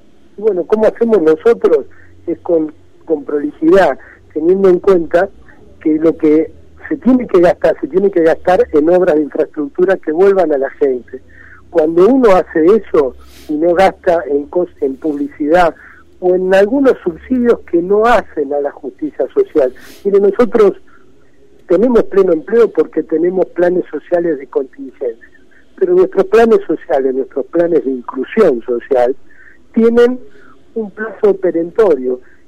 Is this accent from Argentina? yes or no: yes; Buenos Aires Province, Argentina; now in San Luis, Argentina; Soy un bonaerense, nacido acá, que me fui a trabajar hace unos años con Rodríguez Sá